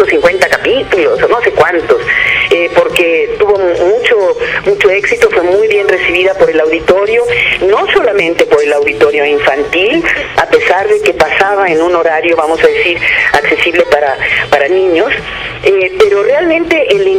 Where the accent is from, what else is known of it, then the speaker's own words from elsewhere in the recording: Mexico; no solamente aquí en mi país, en México, sino de todo el continente latinoamericano y del mundo entero.